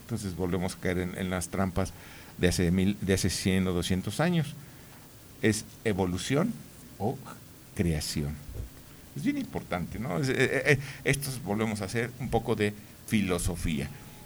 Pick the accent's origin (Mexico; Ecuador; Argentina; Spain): Mexico; van formando un carácter a todos nosotros como mexicanos.